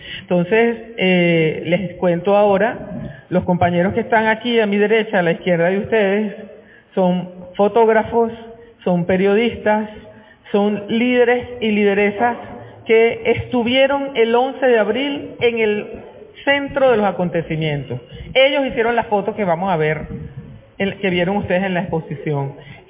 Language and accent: Spanish; Venezuela; nosotras y nosotros como venezolanos y venezolanas tenemos que saber lo que ocurrió